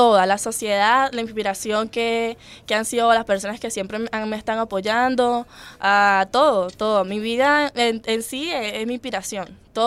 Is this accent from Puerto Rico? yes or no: no; Los Teques, Miranda, Venezuela; also born or lived in Vargas; De Los Teques. De Los Teques nací en Vargas, pero toda mi crianza fue en Los Teques.